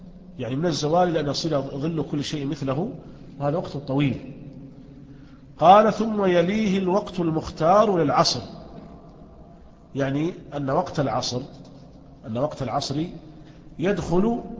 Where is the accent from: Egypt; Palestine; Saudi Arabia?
Saudi Arabia; Riyadh, Riyadh Province; يعني مثلا عندنا في الرياض لا ينعدم الظل،